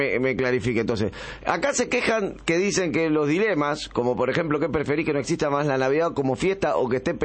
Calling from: Buenos Aires, Argentina; De Buenos Aires, disculpe que no me presenté.

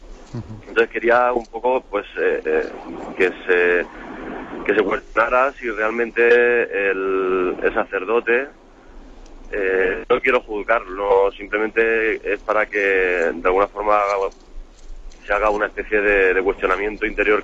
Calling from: Alicante, Valencian Community, Spain; Bueno, yo quería saludarle, le llamo de Alicante.

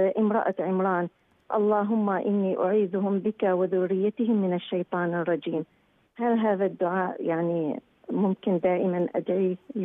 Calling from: Iraq; يعني عندنا في العراق الحصة التموينية من الطحين

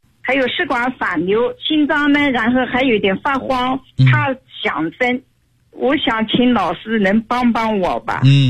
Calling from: Nanjing, Jiangsu, China; 我是南京的一个学员，今年60岁了。

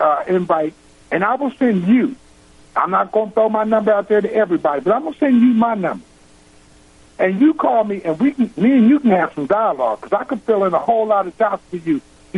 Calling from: Texas, United States; I'm calling from Texas.

